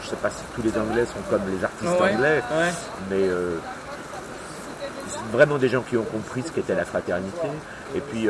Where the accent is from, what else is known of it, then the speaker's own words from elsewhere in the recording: Cherbourg, Normandy, France; born there; Je suis né à Cherbourg. J'y ai jamais vécu.